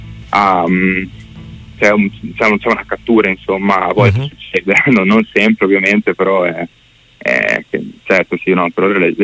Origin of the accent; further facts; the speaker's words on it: Bellaria, Emilia-Romagna, Italy; now in Santarcangelo di Romagna, Italy; Siamo Romagna, io e Lorenzo, adesso io abito proprio a Sant'Arcangelo, ma ho sempre abitato sulla riviera, tipo Bellaria Marina.